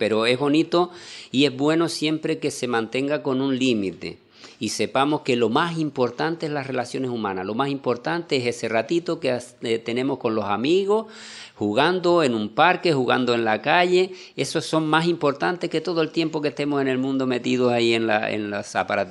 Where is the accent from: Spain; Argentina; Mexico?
Spain; La Palma, Canary Islands; born there; yo nací en La Palma. Mi padre era de La Palma, mi madre era de Lanzarote.